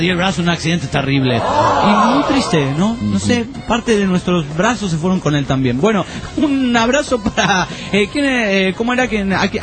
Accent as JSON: {"language": "Spanish", "country": "Argentina", "said": "Hola, soy de Argentina, amante de México."}